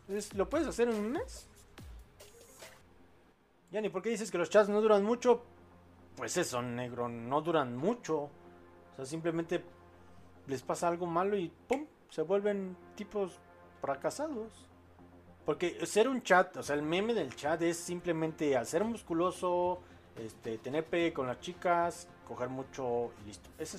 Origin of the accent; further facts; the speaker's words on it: Chile; por lo que ocurrirá en mi país, Chile